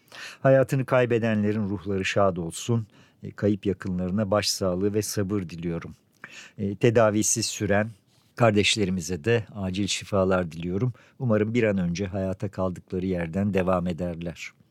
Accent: Altınşehir, Istanbul, Turkey; 1962'de doğdum ve 60'lı yıllar benim için tam anlamıyla radyo günleriydi. Küçükçekmece Gölü'nün kuzeyindeki Altınşehir Köyü'nde 1970'lere kadar elektrik yoktu. Evimizdeki pilli radyo bizim için dünyaya açılan kapıydı.

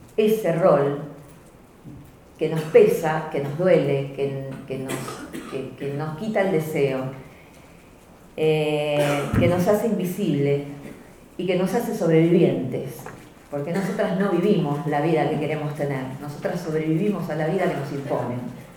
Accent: Argentina; como somos argentinas y somos hijas de las madres de la Plaza de Mayo

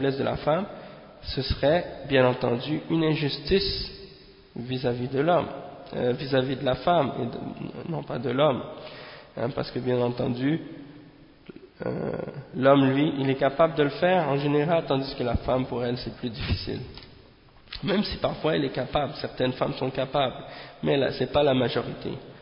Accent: Montreal, Quebec, Canada; dans un quartier à Montréal, c'est-à-dire à Montréal Nord. Hein. Et bien entendu, c'est là que j'ai grandi, à Montréal Nord

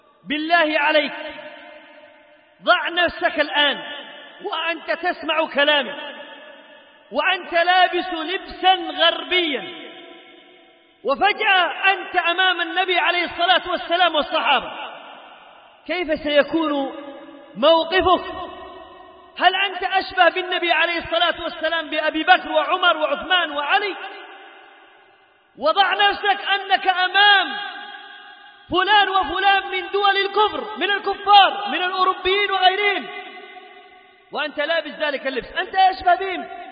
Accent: Yemen; اللهم جنب بلادنا اليمن وسائر بلاد

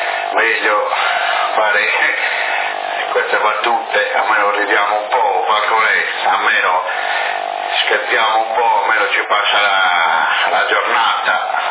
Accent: Sassari, Sardinia, Italy; mia madre è Teresa, dunque non sono sassarese puro, capito? Sono nato a Sassari, però non sono proprio sassarese

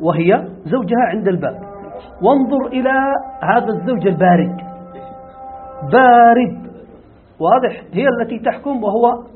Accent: Yemen; هذه اللغة موجودة عندنا في اليمن،

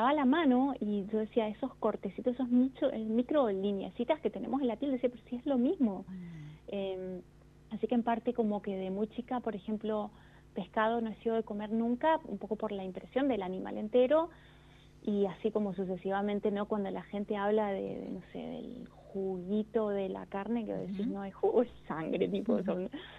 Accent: Mendoza, Argentina; Yo nací en Mendoza, vivo acá, vivo en Godoy Cruz, que es una ciudad dentro de Mendoza, y siempre he estado acá. Nací acá y aquí me quedé

